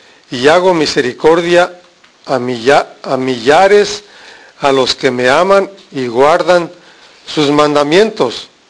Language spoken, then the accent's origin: Spanish; Mexico; Nuestra cultura, soy de México, nuestra cultura es de imágenes, de ídolos, de cosas.